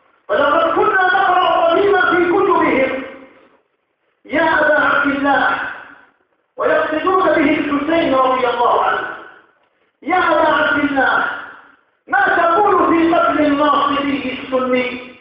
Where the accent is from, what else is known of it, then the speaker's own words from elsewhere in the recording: Algeria; ونذر الخطر تدق أجرافها في بلادنا الجزائر هنا وهناك